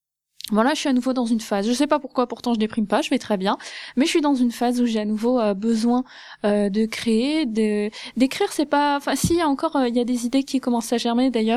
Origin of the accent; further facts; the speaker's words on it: Grand Est, France; now in Vosges, France; quand je suis arrivée au Thio, parce que oui, j'ai quitté l'Alsace pour venir m'enterrer dans les Vosges